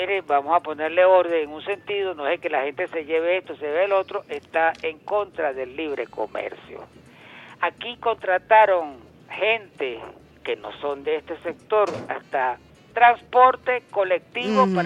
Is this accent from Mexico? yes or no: no; Caracas, Capital District, Venezuela; yo no soy antillano, yo soy caraqueño en sí, yo soy metropolitano en un sentido